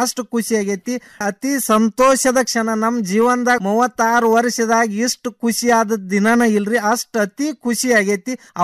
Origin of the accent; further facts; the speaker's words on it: Mudhol, Karnataka, India; now in Dharwad, India; ನಾವು ಈಗ ಮುದೋಳದವ್ರು ಈಗ ಧಾರವಾಡದಾಗ ಬಂದು ಸಟ್ ಹಾಕಿವಿ